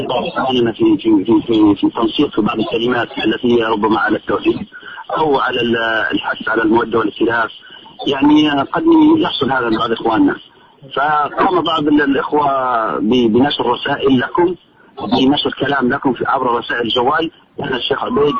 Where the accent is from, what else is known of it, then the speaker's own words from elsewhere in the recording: Benghazi, Libya; نعم، انا من بنغازي يا شيخنا